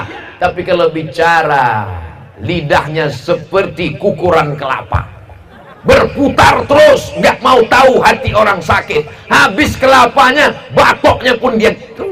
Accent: Sumatra, Indonesia; jangan sampai nanti jamaah di Sumatera, di kampung saya nggak tahu

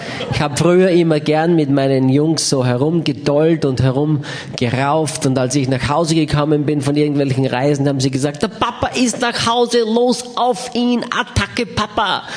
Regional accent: Austria; bin Österreicher

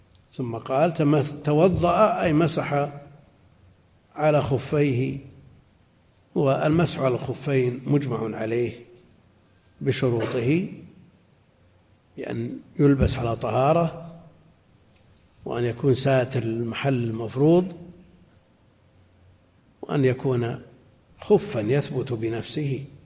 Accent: Najd, Saudi Arabia; عندنا في نجد

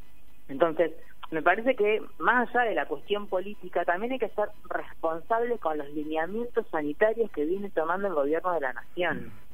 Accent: Necochea, Buenos Aires Province, Argentina; Yo soy de Necochea, ¿eh? Casi vecina

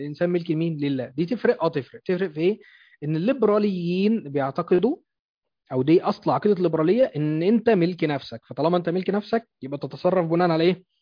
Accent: Egypt; وبالطبع عندنا في مصر، لأن احنا في مصر بنتحكم للقانون الفرنسي

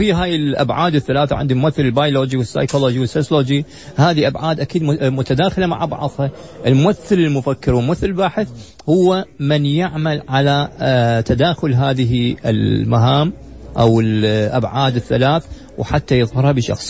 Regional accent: Iraq; ما شفته في رمضان عندنا بالعراق

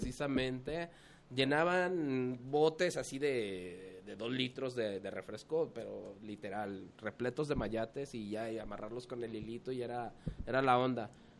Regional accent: Mexico City, Mexico; born there; Nací por azares del destino en el Distrito Federal.

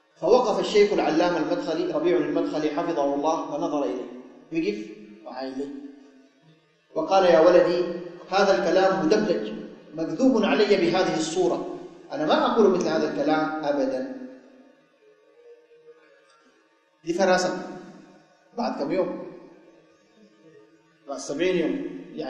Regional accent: Sudan; عندنا في السودان، ولاة أمرنا في هذه البلاد

